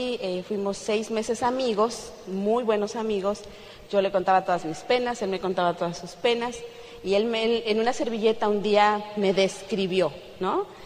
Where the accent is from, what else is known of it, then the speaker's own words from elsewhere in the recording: Celaya, Guanajuato, Mexico; also born or lived in Toluca; yo nací en Toluca, Estado de México, que es 45 minutos de la Ciudad de México, pero me crié en Celaya, Guanajuato. Es otro estado totalmente diferente.